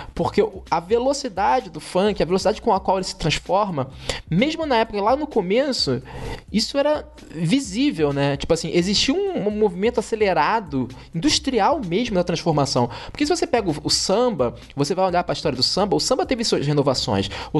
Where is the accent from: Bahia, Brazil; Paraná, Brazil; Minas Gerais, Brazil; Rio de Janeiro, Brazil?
Rio de Janeiro, Brazil; Porque eu cresci nos anos 90, no Rio de Janeiro